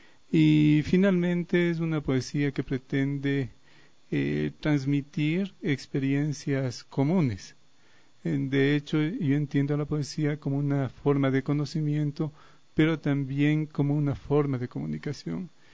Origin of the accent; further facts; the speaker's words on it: Riobamba, Chimborazo, Ecuador; born there; also born or lived in Quito / Spain; yo nací en Riobamba hace como 55 años. Estudié luego acá en la ciudad de Quito